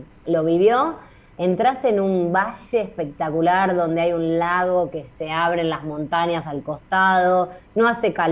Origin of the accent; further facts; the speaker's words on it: Buenos Aires, Argentina; yo soy una vecina de Villa Urquiza, nacida y criada en Villa Urquiza